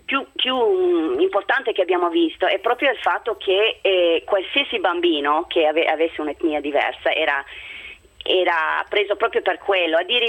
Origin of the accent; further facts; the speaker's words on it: Toronto, Ontario, Canada; Italian is a second language; now in Italy; Dal Canada, di Toronto sono.